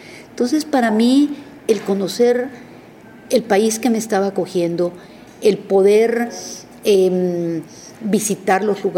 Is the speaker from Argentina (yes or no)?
no; Mexico; moved away as an adult; now in Costa Rica; en el momento que yo salí de México, cuando yo me iba a casar, mi padre fue muy sabio y me dijo: mijita, usted tiene que entender que a partir de hoy su tierra será Costa Rica